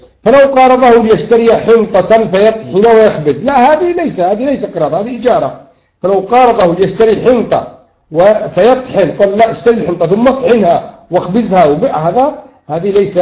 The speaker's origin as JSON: {"language": "Arabic", "country": "Yemen", "lives_now": "Saudi Arabia", "said": "لأن أنا يمني ومن حقي أن أقول هذا الكلام"}